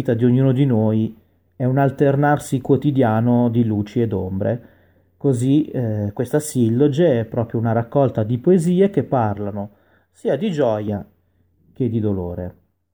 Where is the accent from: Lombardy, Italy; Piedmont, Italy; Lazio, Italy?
Lombardy, Italy; Milan; ho 33 anni e sono nato e cresciuto a Milano, dove vivo tuttora.